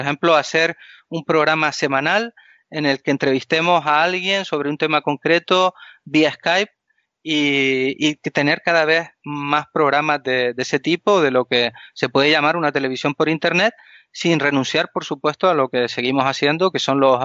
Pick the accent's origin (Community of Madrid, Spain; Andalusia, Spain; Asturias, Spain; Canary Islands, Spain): Canary Islands, Spain; Canarias no está en ese recuadrito que ponen cuando dan el tiempo en televisión, sino que nosotros somos unas islas africanas.